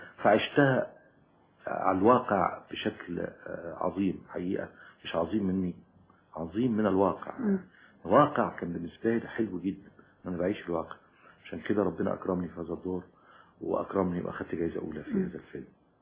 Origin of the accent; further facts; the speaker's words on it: Egypt; إن أنا زي ما قلت سيادتك إن أنا من الريف